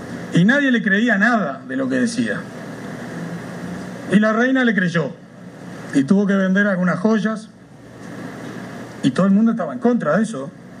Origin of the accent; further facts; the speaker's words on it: Uruguay; yo escucho que se habla mucho, y somos bien uruguayos, ¿no?